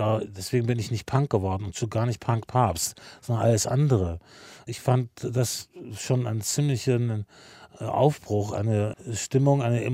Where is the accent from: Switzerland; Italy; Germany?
Germany; Wolfsburg, Lower Saxony; Das kommt wahrscheinlich durch meine eigene Geschichte in meiner Heimatstadt Wolfsburg.